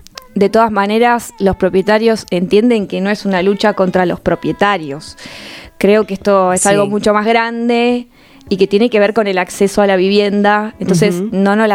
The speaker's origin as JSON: {"language": "Spanish", "town": "La Plata", "region": "Buenos Aires Province", "country": "Argentina", "tie": "born or raised there", "said": "Yo soy platense, o sea que toda la vida acá, estudié acá, crecí acá."}